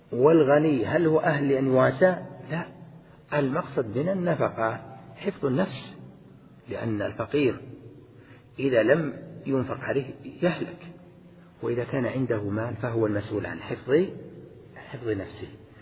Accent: Al-Qassim, Saudi Arabia; من العرف الذي عندنا أن نقول عندنا في القصيم

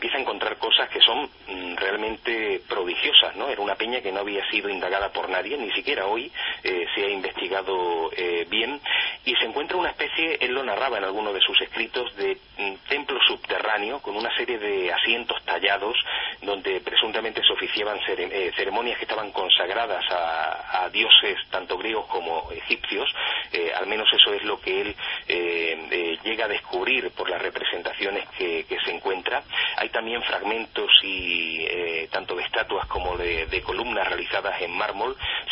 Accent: Andalusia, Spain; sin olvidar nunca Andalucía, que es mi tierra, con unas provincias maravillosas, llenas de misterios

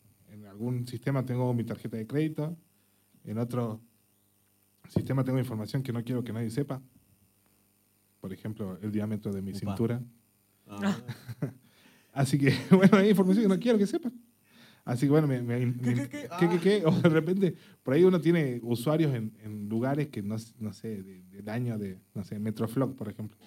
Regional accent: Argentina; Como argentinos estamos en el derecho de pedir que borren nuestros datos de las bases de datos.

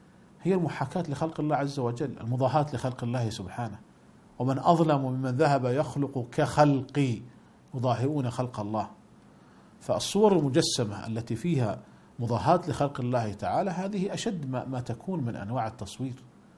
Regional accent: Saudi Arabia; ولذلك كانت قديما عندنا في المملكة العربية السعودية ما كانت تسمى صورا

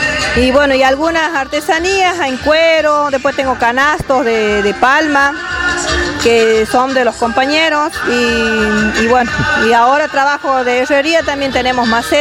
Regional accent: Pozo Hondo, Santiago del Estero, Argentina; buenos días a toda mi ciudad hermosa de Pozo Hondo.

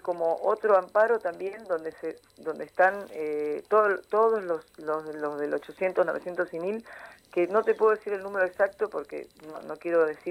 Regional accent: Argentina; also born or lived in Venezuela / Brazil; yo me formé en Venezuela, viajé a España, viajé a Brasil, viví muchos años en Brasil. Soy argentina

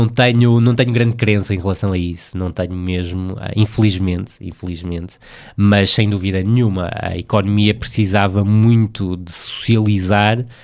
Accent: Vila do Conde, Porto, Portugal; moved away as an adult; also born or lived in Braga; Saí do Rio Ave, saí de Vila do Conde, onde nasci e onde vivi sempre até aos 23, 24 anos, e fui para Braga

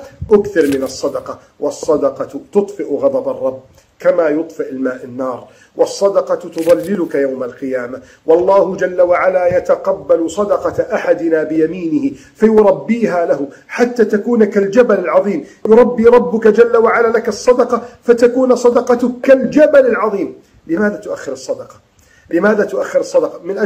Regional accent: Egypt; اللهم احفظ بلدنا مصر من كيد الكائدين

